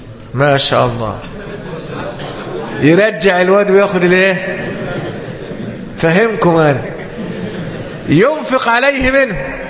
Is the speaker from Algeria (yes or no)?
no; Egypt; والحمد لله عندنا في مصر يعني من ذهب إلى القسم أو النيابة هناك أسماء وعائلات لا أصل لها